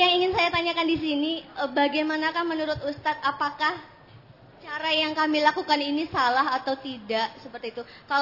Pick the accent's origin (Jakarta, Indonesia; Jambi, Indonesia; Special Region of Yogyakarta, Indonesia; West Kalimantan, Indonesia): Jambi, Indonesia; Ustaz, saya dari Jambi.